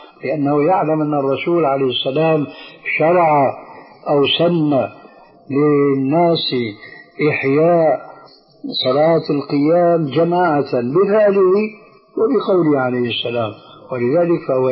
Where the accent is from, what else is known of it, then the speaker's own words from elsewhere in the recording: Syria; وعمر يلا كما يقولون عندنا في سوريا